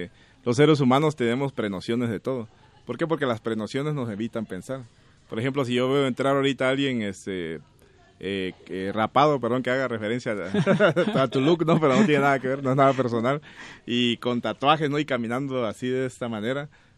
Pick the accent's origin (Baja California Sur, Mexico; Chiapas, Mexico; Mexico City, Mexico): Chiapas, Mexico; born there; alguien que nació en la región del Soconusco donde yo nací